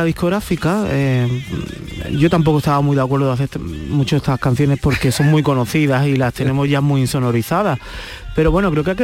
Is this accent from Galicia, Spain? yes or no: no; Torremolinos, Andalusia, Spain; en el Palacio de Congresos de mi tierra, de Torremolinos.